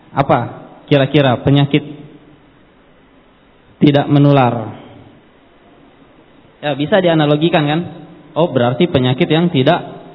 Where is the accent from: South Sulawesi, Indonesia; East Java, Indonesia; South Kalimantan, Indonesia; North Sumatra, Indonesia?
East Java, Indonesia; Surabaya; born there; Saya lahir di Surabaya.